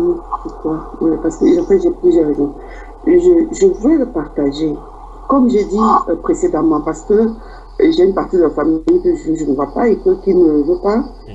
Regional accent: Douala, Littoral, Cameroon; moi, de ma région de Douala, parce que j'ai grandi à Bonaprison, hein, et j'ai passé mon enfance à Bonaprison

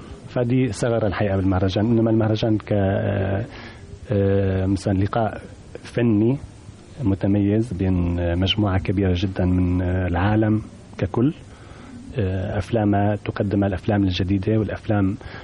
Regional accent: Cairo, Cairo Governorate, Egypt; أنا كنت في القاهرة لفترة طويلة وأنا ابن القاهرة.

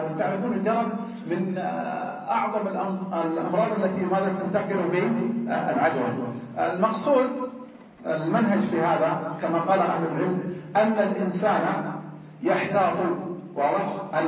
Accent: Hejaz, Saudi Arabia; يسمون عندنا في الحجاز هنا الحول

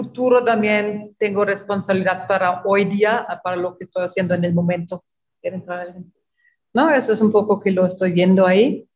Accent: Germany; pues soy alemana, en Alemania desarrollamos toda una tecnología verde

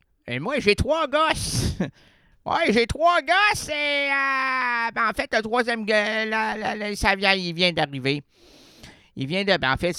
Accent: Quebec, Canada; J'suis un Québécois moyen qui travaille dans un...

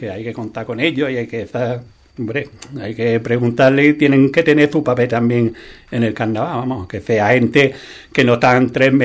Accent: Andalusia, Spain; yo me siento andaluz, tengo un carácter así abierto, ¿no? Alegre, yo qué sé, que algo el tiempo y el vivir aquí no hace ser así.

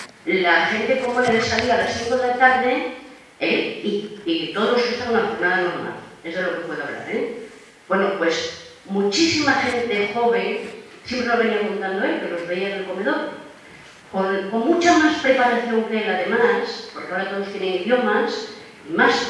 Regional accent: Spain; Y por lo visto, bueno, somos españoles.

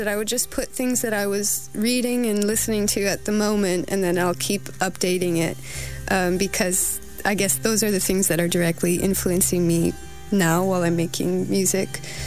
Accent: Connecticut, United States; moved away as an adult; now in Paris, France; I'm from the Northeast, from a small state called Connecticut, just near New York, in between New York and Boston.

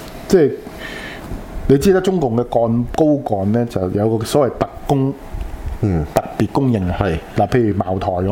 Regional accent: Guangdong, China; 即係跳我哋廣東人叫跳老舞啦

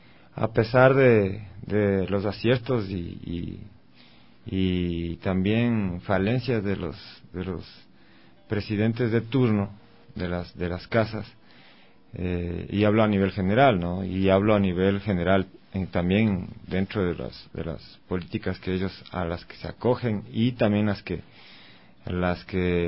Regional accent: Latacunga, Cotopaxi, Ecuador; gente de Cotopaxi, ¿no? Yo soy de la Tacunga.

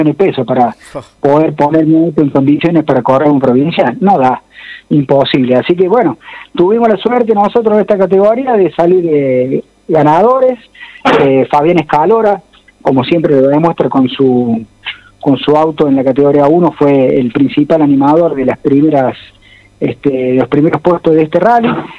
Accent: Capilla del Monte, Córdoba, Argentina; En el caso mío, que soy de acá de Capilla del Monte, las cercanías

